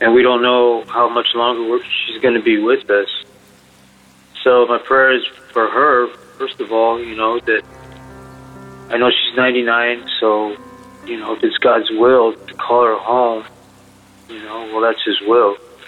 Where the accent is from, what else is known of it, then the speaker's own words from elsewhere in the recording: Las Vegas, Nevada, United States; I'm from Las Vegas.